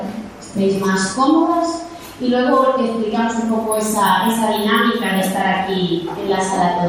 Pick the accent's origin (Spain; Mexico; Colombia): Spain; Galicia; accent: Galician; Aquí con mi acento gallego, me habla mal catalán, perdón.